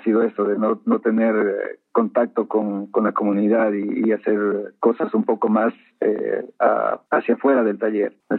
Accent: Loja, Ecuador; also born or lived in Quito / Netherlands; Y luego, bueno, salí de Loja hacia Quito. Ahí estuve un tiempo en un taller de cerámica, y luego regresé a Loja y de ahí hubo una oportunidad de hacer un viaje hacia Holanda

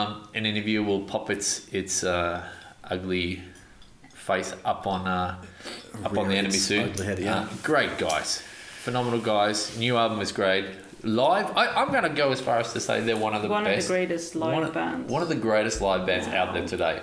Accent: Australia; I'm fucking Australian, man.

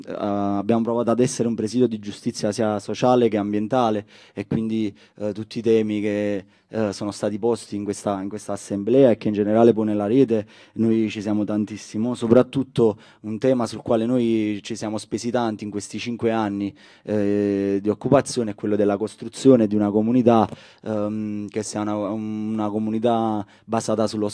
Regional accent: Casoria, Campania, Italy; vengo da Casoria, un comune nell'area nord di Napoli.

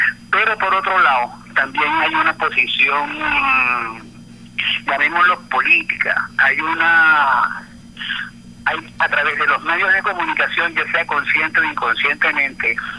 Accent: Caribbean Region, Colombia; born there; el ser árabe, porque mis padres son árabes, Y el ser caribe, porque nací en el Caribe y bebí de la cultura del Caribe

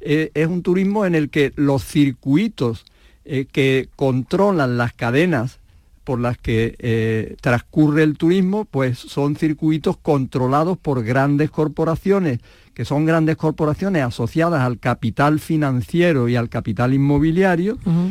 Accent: Andalusia, Spain; Que es lo que somos los andaluces, los camareros de Europa.

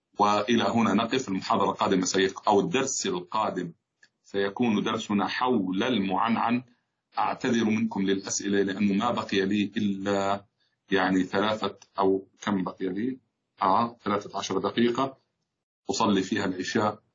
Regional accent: Jordan; وطبعا بلدنا الحبيب الغالي بلدنا الأردن

